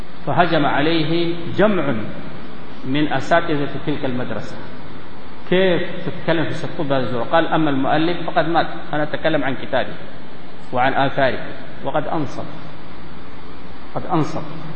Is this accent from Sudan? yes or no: yes; Sudan; وأشار إلى ملابسات عندنا في السودان